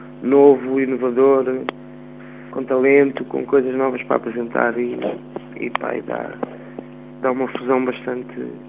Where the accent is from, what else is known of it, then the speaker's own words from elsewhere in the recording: Portugal; porque também sou português e queria que as pessoas sentissem esta musicalidade em português